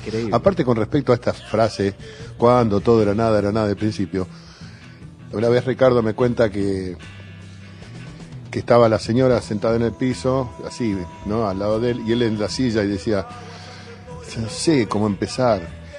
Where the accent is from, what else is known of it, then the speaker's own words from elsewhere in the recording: Río Cuarto, Córdoba, Argentina; born there; A pesar de que yo soy nacido en Río Cuarto, por ejemplo. Bueno, quiero también a Río Cuarto, mi Córdoba natal.